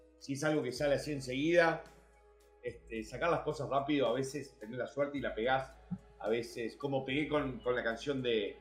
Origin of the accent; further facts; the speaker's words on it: Uruguay; also born or lived in United States; Soy americano, criado en Uruguay.